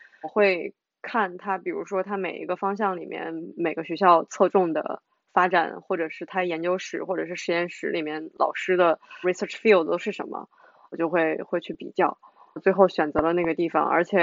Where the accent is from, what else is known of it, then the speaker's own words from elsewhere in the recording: Shandong, China; also born or lived in Beijing; 就咱们是山东的嘛，之前是在北京，那我可能更习惯于北方一点的气候。